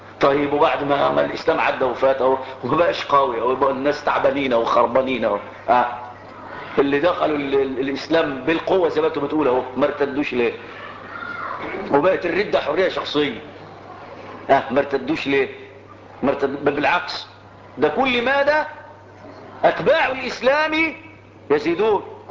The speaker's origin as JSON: {"language": "Arabic", "country": "Egypt", "said": "انا مصري فلي مصر وليا ارض،"}